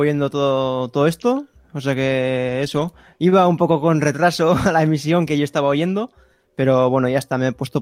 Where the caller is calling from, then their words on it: Basque Country, Spain; Yo desde un pueblito cerca de Donosti, en Euskal Herria, al norte de España, vamos a decir.